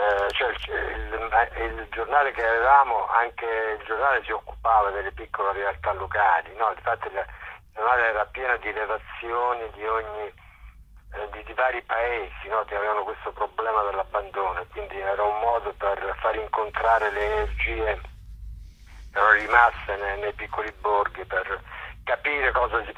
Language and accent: Italian; Duronia, Molise, Italy; Perché non andiamo da Roma a Durogne, Durogne che è il mio paese, con le biciclette?